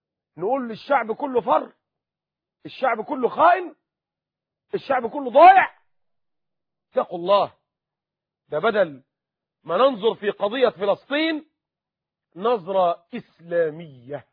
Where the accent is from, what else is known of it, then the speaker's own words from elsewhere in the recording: Egypt; هل كنا نرضى كمصريين اننا نهان ونزل ونضطهد